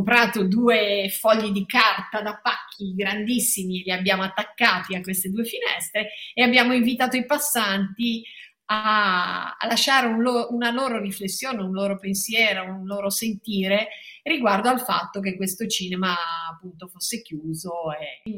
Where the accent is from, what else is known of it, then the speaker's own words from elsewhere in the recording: Loano, Liguria, Italy; also born or lived in Genoa; io sono cresciuta a Loano, ho vissuto lì fino ai 19 anni, 18-19 anni, quando sono poi andata a Genova all'università, quindi sono molto legata anche a Loano.